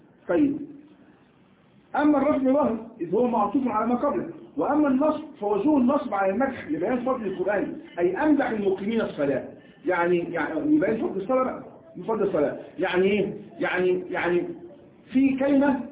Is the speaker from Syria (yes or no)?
no; Egypt; نحن كمصريين لا نخرج اللسان عمق الله وعندنا ايضا كمصريين لا نقول بالجيم جاء